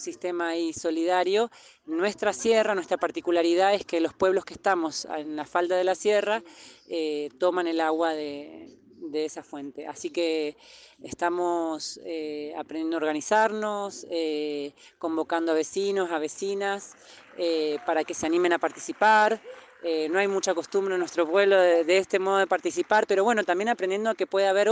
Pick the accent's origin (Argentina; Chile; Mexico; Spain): Argentina; Valle Fértil, San Juan; soy vecina de Valle Fértil, de San Juan